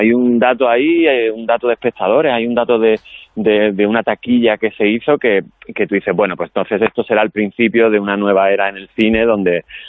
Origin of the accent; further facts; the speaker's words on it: Andalusia, Spain; porque como soy andaluz